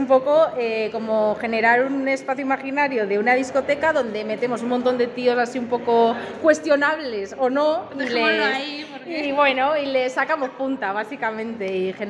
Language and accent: Spanish; Madrid, Community of Madrid, Spain; Somos de Madrid, Madrid nosotras.